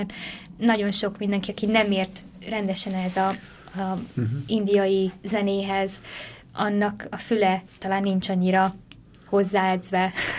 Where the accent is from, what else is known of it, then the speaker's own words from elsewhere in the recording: Hungary; mivel én magyar vagyok, és gyakran járunk itthon